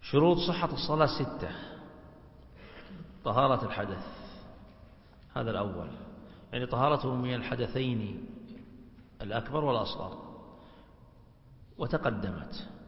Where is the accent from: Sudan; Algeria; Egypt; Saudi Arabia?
Saudi Arabia; مقدار هذا الوقت في التقويم عندنا في السعودية 1.5 ساعة